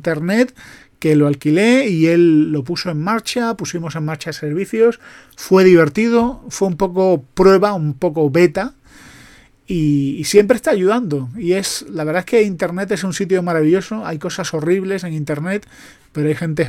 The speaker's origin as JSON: {"language": "Spanish", "region": "Andalusia", "country": "Spain", "said": "yo que soy andaluz y que soy desconfiado"}